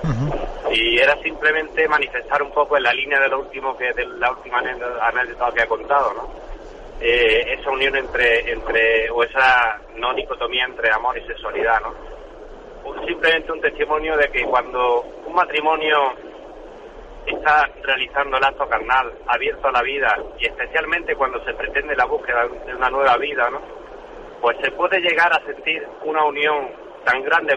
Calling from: Granada, Andalusia, Spain; de Granada.

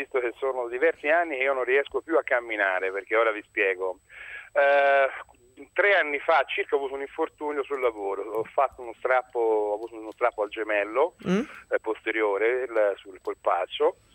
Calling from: Prato, Tuscany, Italy; Non sono da Pisa, ma sono da Prato.

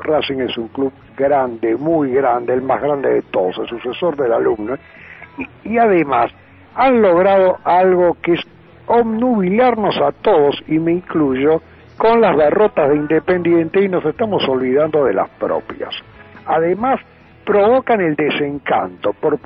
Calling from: San Telmo, Buenos Aires, Argentina; de San Telmo y apoyo totalmente lo que acabas de decir

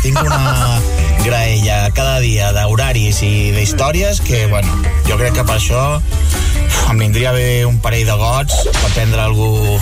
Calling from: Badalona, Catalonia, Spain; de Badalona.

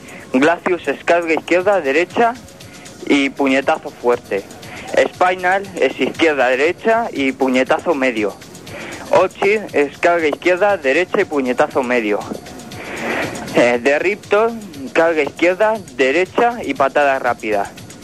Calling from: Madrid, Community of Madrid, Spain; de Madrid, tengo una super, y os voy a dejar los Ultra Combos del Killer Instinct

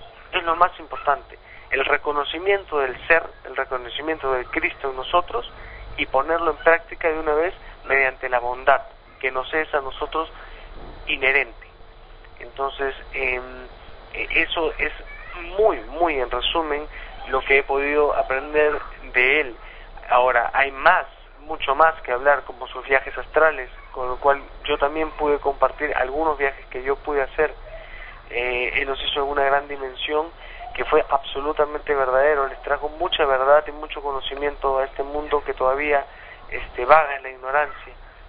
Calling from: Peru

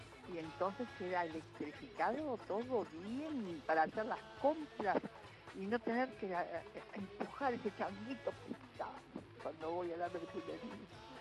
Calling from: Agronomía, Buenos Aires, Argentina; de Agronomía y tengo una idea luminosa

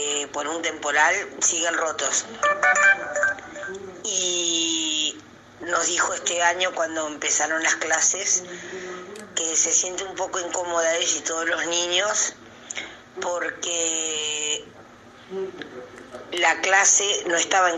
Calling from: Las Piedras, Canelones, Uruguay; acá en Las Piedras.

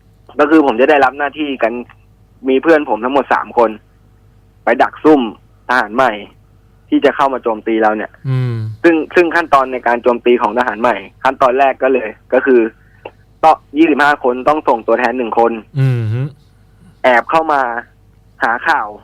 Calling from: Ayutthaya, Phra Nakhon Si Ayutthaya, Thailand; อยุธยาครับพี

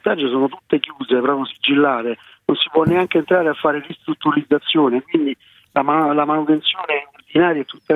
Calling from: Rimini, Emilia-Romagna, Italy; io sono da Fregene, no, da Rimini.

